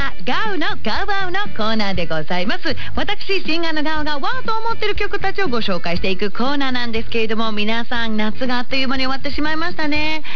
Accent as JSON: {"language": "Japanese", "town": "Yokohama", "region": "Kanagawa", "country": "Japan", "tie": "born or raised there", "lives_now": "Tokyo, Japan", "said": "私一人暮らしをさせてもらっている東京から地元は横浜なんですが"}